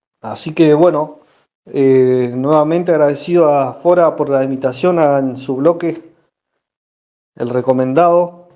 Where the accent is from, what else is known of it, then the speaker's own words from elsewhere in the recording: Villa Regina, Río Negro, Argentina; Somos de acá, de Villa Regina, Río Negro, Norte Patagonia, Argentina.